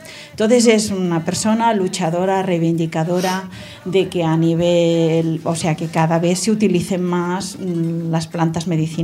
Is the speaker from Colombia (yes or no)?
no; Catalonia, Canada; now in Écija, Spain; Yo vengo de una zona, pues si este señor es catalán, yo también sabéis que soy catalana